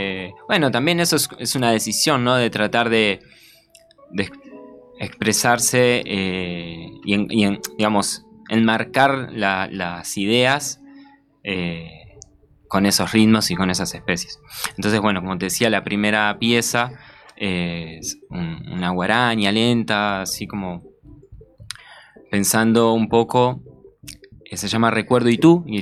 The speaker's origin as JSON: {"language": "Spanish", "town": "Concordia", "region": "Entre Ríos", "country": "Argentina", "said": "yo soy de Concordia, Entre Ríos, justamente. Ahí estaríamos en la costa del río Uruguay."}